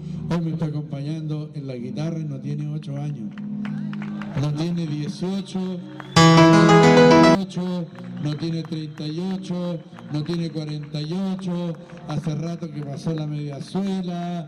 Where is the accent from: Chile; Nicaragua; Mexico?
Chile; Temuco, Araucanía; Además que somos de Temuco